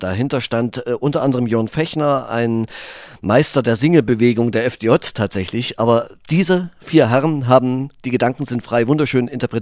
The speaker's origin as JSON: {"language": "German", "region": "East Germany", "country": "Germany", "said": "und drum gilt meine Melancholie heute im Grunde ein bisschen der alten DDR natürlich nach, das ist meine Heimat, aber auch der alten BRD."}